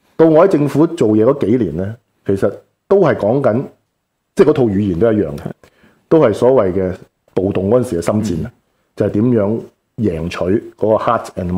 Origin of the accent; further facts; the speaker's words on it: Hong Kong; 因为我们父母就是移民来的嘛，我们是香港的土生土长的第一代。